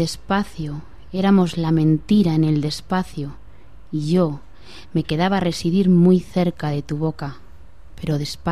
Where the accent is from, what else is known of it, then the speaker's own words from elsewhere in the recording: Madrid, Community of Madrid, Spain; Bueno, vivir en Madrid, yo soy madrileña